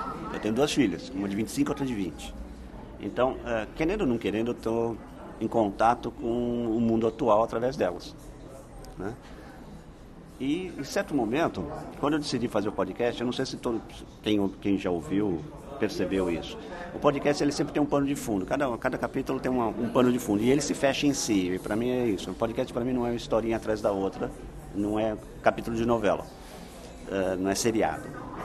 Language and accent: Portuguese; São Paulo, Brazil; nasci e fui criado aqui em São Paulo, tá, pessoal? Só para saber. Então, minha vida foi aqui. Sou um urbanoide. Desse lado. A família toda do interior, então eu sempre ia pro interior. Então, eu sou caipira, urbanoide.